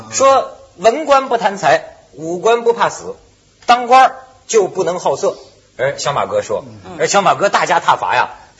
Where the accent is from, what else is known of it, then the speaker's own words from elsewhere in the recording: China; 我们大陆人民那个都是柳下惠，